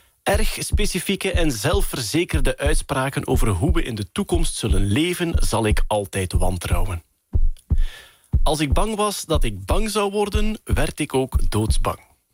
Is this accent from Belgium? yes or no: yes; Flanders, Belgium; Als Vlaming die recht van onder de kerktoren komt.